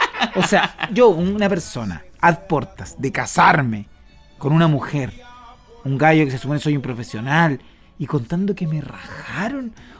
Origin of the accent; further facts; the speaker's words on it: Chile; soy chileno.